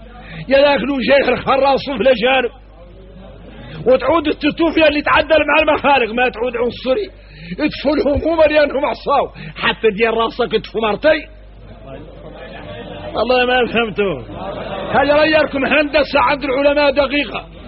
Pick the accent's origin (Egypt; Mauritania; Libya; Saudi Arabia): Mauritania; احنا موريتاني نعرفوا شكل من النفاق